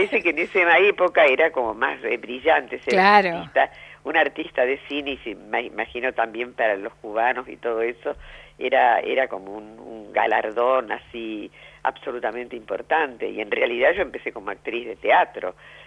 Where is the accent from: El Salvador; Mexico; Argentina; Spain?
Argentina; Santa Fe; yo soy de Santa Fe, uh-huh. de la ciudad de Santa Fe, y mi papá era un hombre en Santa Fe, un hombre de la cultura y demás